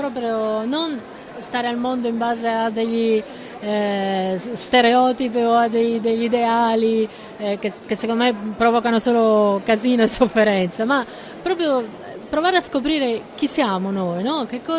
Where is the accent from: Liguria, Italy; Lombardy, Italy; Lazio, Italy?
Liguria, Italy; io sono nata per esempio in Liguria, da una famiglia meridionale, abitavamo in un quartiere di meridionali emigrati, quindi comunque anche proletari